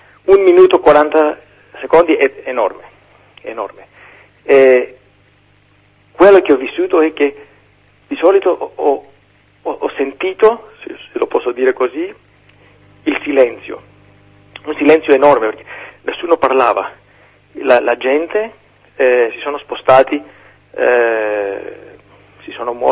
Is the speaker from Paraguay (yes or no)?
no; Greece; Italian is a second language; se questo terremoto avrebbe avuto luogo in Grecia, io sono greco, non sono in Italia